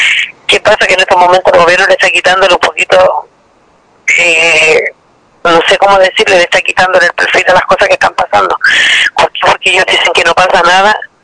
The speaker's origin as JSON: {"language": "Spanish", "town": "Quintero", "region": "Valparaíso", "country": "Chile", "tie": "born or raised there", "said": "Yo soy nacida y criada acá en Quintero, 35 años, y mis hijos igual."}